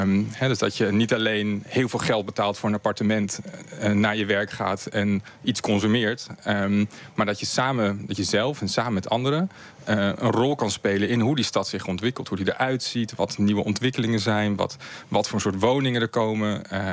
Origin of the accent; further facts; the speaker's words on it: Amsterdam, North Holland, Netherlands; Ik kom zelf uit Amsterdam.